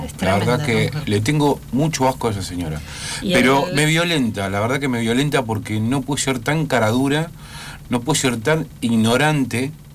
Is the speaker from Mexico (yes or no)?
no; Italy; now in Argentina; Yo también soy italiano.